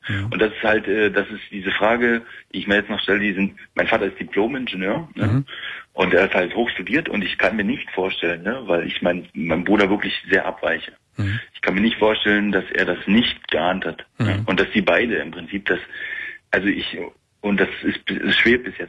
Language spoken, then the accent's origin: German; East Germany, Germany; Na gut, wir sind im Osten groß geworden